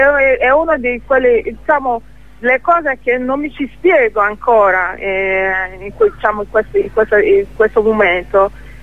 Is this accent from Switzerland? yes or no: no; Nigeria; Italian is a second language; come io sono uno di quelle, diciamo, di sua origine, sei in grado di proteggermi sia in Nigeria sia anche fuori dalla Nigeria.